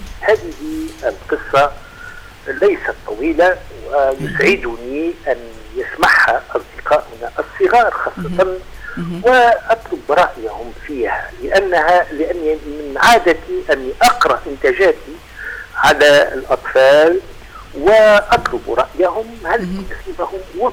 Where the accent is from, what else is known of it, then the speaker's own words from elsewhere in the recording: Tunisia; accent: Tunisian; لما أنا أعتز بتونس نعتز أيضا باللغة ونعتز باللهجة نفسها، لهجتي العامية اللي فيها كثير من الكلمات العربية، واللهجة الدارجة التونسية